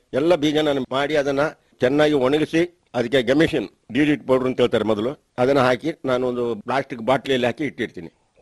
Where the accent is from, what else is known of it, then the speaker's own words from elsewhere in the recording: Karnataka, India; ಹಾಗೆ ನನ್ನ ಸ್ವಂತ ಊರಿಗೆ ಬಂದು ನಾನು ಕೊಡಗಿನಲ್ಲಿ ದೇವಸ್ತೂರು ಗ್ರಾಮದಲ್ಲಿ ಹಾಲಿಯಾಗಿ ಒಳೆದು ತೋಟಗಳನ್ನು ಮಾಡಿಕೊಂಡು